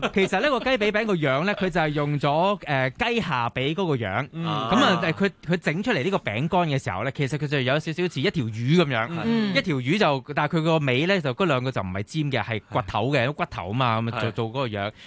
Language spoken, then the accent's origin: Cantonese; Hong Kong; 如果你話我細個喺香港啲食物有啲咩我自己好中意食嘅咧